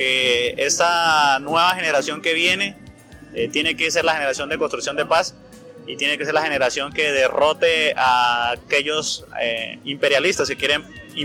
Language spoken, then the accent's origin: Spanish; Colombia; now in Venezuela; nos obliga como colombianos que estamos afuera del país